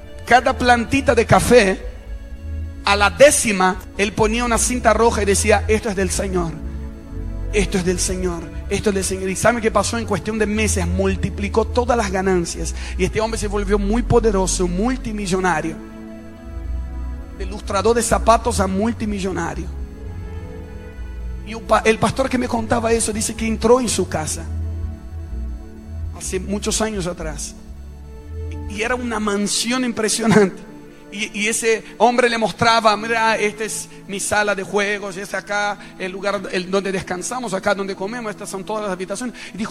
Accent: Rio de Janeiro, Brazil; Spanish is a second language; moved away; en la ciudad donde yo crecí, en Río de Janeiro, y más específicamente en la iglesia donde crecí con mi familia.

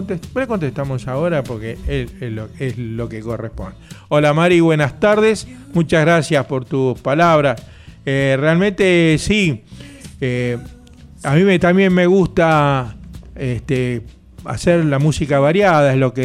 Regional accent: Quilmes, Buenos Aires Province, Argentina; now in Bernal, Argentina; Yo vivo en Bernal, pero me crié y nací en Quilmes, en el barrio La Colonia.

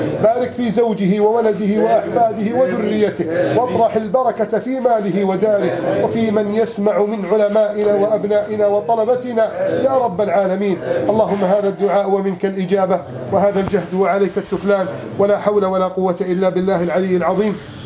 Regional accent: Egypt; اللهم احفظ بلدنا مصر من كيد الكائدين

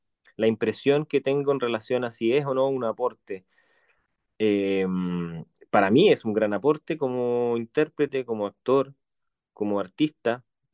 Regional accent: Chile; Esta historia de nuestra historia reciente como chilenos

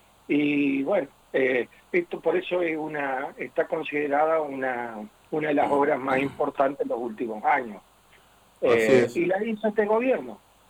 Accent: Argentina; tenemos que sentir orgullo como argentinos

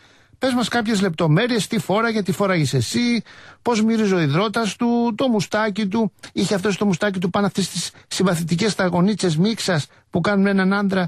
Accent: Cholargos, Attica, Greece; Δεν μπορούμε, είμαστε από άλλη χώρα. Εγώ είμαι από το Χολαργό.

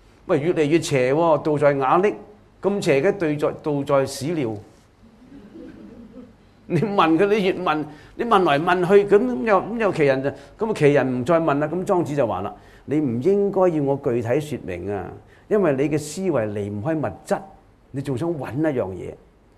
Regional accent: China; 我哋中國人嘅好多嘅哲學家咧

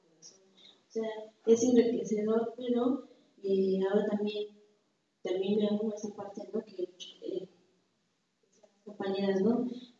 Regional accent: Valle de Chalco, State of Mexico, Mexico; vengo del Estado de México, del Valle de Chalco.

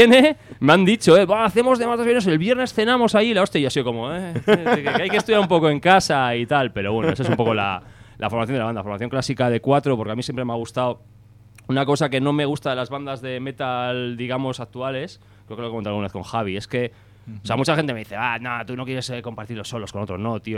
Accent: Trintxerpe, Basque Country, Spain; also born or lived in San Sebastián; Luego estoy yo, que soy básicamente de Trincherpe, aunque la verdad es que también un poco medio donostiarra, pero bueno, yo soy un poco ciudadano del mundo

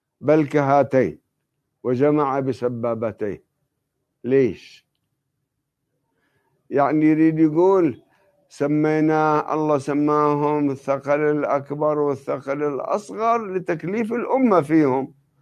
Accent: Lebanon; وعندنا بلبنان يسمونهم أهل الشوفة

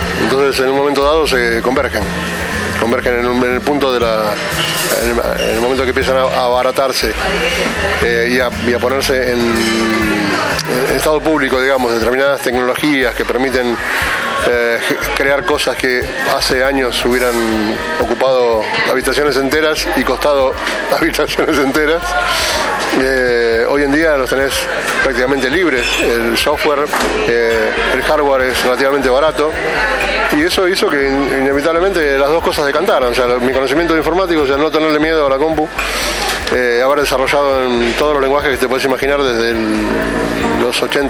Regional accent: Lomas de Zamora, Buenos Aires Province, Argentina; born there; nací en Loma de Zamora hace casi 59 años, en La Parva.

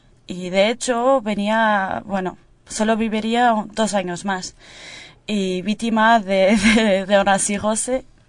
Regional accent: Portugal; sí, como portuguesa

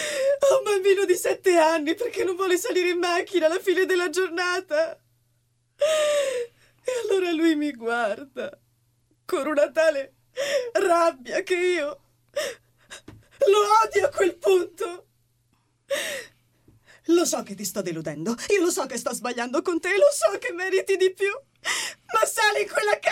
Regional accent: Verona, Veneto, Italy; Sono nata a Verona, cresciuta a Verona.

